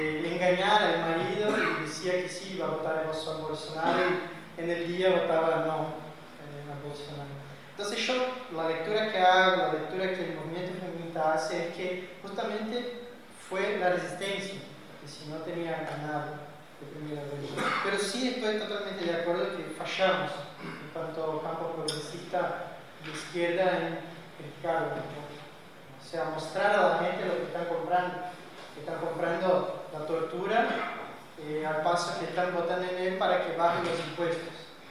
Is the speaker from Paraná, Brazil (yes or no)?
yes; Ponta Grossa, Paraná, Brazil; Spanish is a second language; now in La Plata, Argentina; soy becario de CAPES, y hago el doctorado acá, en geografía, en La Plata. Soy de Ponta Grossa, sur.